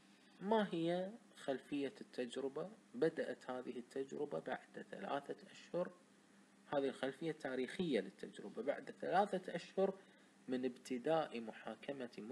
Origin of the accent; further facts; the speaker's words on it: Kuwait; accent: Kuwaiti; انا بلهجة كويتية بسيطة اشرح